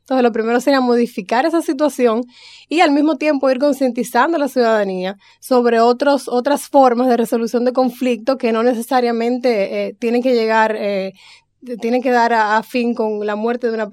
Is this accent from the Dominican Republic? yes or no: yes; Dominican Republic; soy de la República Dominicana